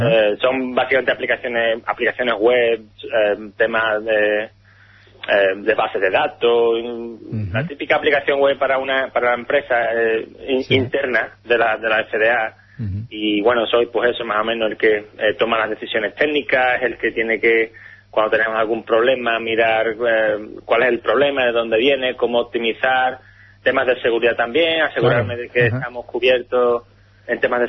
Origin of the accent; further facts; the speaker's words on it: Spain; moved away as an adult; now in United States; fue más o menos a la misma época cuando me fui de España, me fui a Estados Unidos.